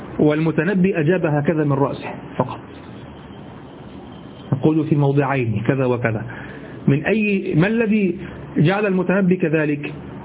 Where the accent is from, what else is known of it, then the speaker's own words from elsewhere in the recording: Egypt; accent: Egyptian; كما تقول أنت لشخص في لهجتنا المصرية مثلا